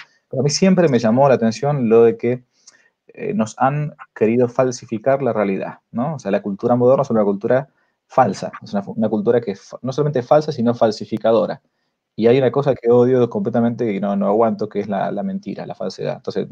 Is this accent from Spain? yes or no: no; Argentina; accent: porteño; como yo no soy de San Rafael, sino que más bien para ellos era un porteño, ¿no? Aunque no nací en Buenos Aires, pero tengo la tornada más bien de un porteño